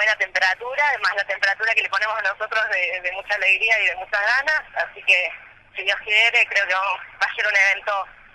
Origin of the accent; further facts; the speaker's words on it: Córdoba, Argentina; accent: cordobesa; no sé si se me nota la tonada cordobesa, también de llevarla a otros puntos de Córdoba